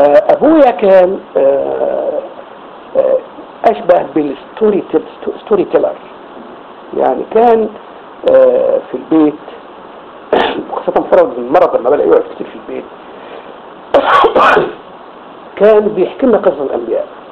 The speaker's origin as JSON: {"language": "Arabic", "town": "Qahafa", "region": "Gharbia", "country": "Egypt", "tie": "born or raised there", "said": "الكتاب مقره في قريتنا بيت الشيخ وكان في قرية أحافة اعتقد كتابين اساسيين فقط"}